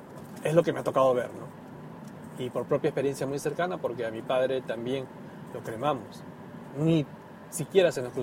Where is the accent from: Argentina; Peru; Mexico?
Peru; now in Japan; Cuando en mi país, en mi tierra natal, Perú, una persona, un familiar ha fallecido, lo más común era ir al cementerio y enterrar